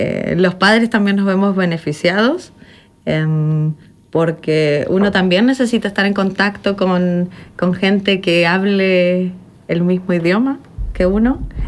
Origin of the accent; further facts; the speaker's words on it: Argentina; now in Germany; Yo soy de Argentina. Realidad hace mucho tiempo que no estoy en Argentina porque antes de llegar a Alemania, por casualidad, fui a visitar a mi abuelo en España.